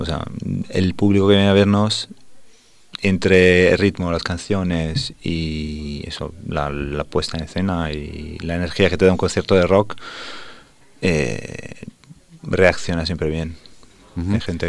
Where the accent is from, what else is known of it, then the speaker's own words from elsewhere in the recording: Italy; now in Spain; Yo soy italiano.